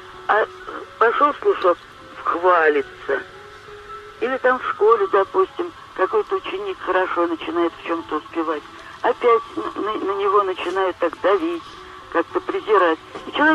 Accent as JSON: {"language": "Russian", "region": "Moscow", "country": "Russia", "said": "Я девушка из Москвы, мне много лет уже"}